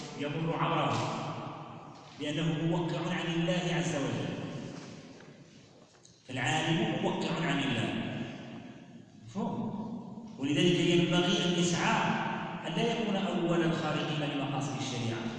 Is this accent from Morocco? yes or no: yes; Morocco; المشكل فيه الان عندنا في المغرب مشكل اجرائي